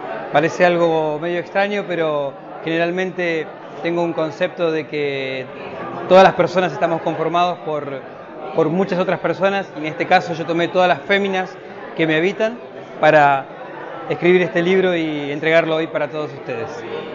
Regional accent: Neuquén, Argentina; vengo de la ciudad de Neuquén, soy nacido en Neuquén, una provincia muy bonita de nuestra Patagonia, y estoy acá en San Luis

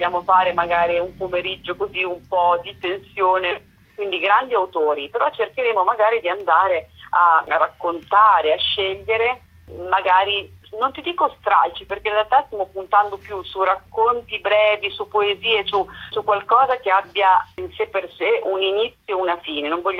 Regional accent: Emilia-Romagna, Italy; io sono emiliana

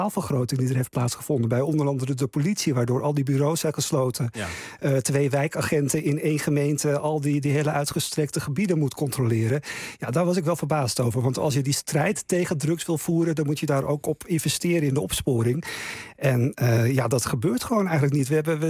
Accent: Buitenpost, Friesland, Netherlands; moved away; Ik kom uit Friesland, buiten Post. Noordoost-Friesland.

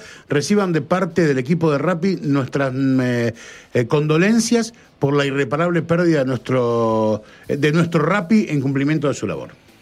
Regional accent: Mar del Plata, Buenos Aires Province, Argentina; no, pará, no, no, soy de Mar del Plata

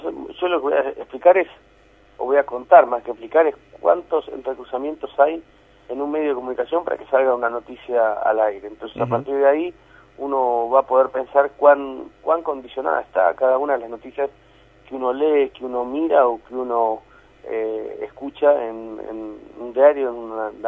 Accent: Argentina; La verdad es que somos argentinos como todo el mundo

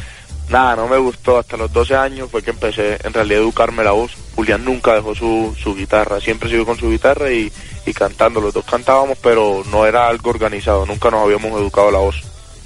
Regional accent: Montería, Córdoba, Colombia; Yo soy de Montería.

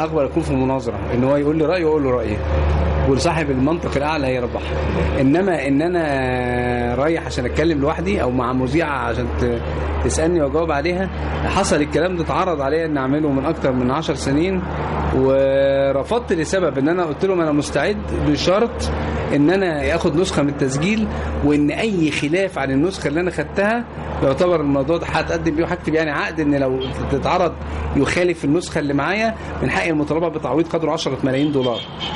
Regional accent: Egypt; أنا مصري فلازم يبقى مصري يعني

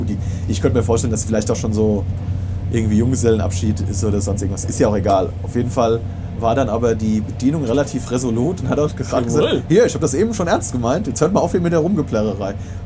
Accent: Limburg, Hesse, Germany; da war der Laden, wo ich in meiner Heimatstadt Limburg gearbeitet habe

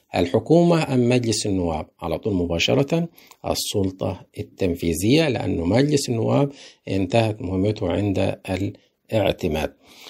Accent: Egypt; طيب احنا عندنا في مصر ايه اللي بيتم؟

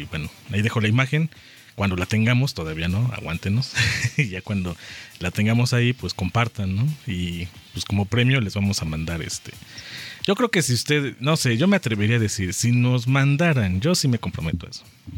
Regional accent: Puebla, Mexico; si nosotros queremos como poblanos, ¿no?, hacer algo diferente, lo podemos hacer.

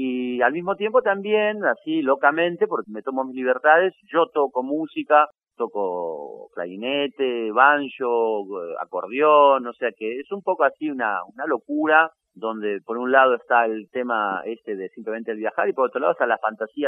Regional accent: Buenos Aires, Argentina; moved away; Yo soy de Buenos Aires, pero vivo hace como, no sé, 23 años en Francia y en España y digamos que tengo una especie de relación entre Madrid, París y Buenos Aires constante, de cambios.

